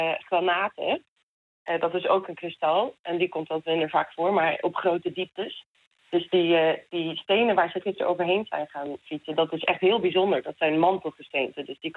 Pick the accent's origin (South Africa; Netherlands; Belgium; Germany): South Africa; aangezien ik uit Zuid-Afrika kom.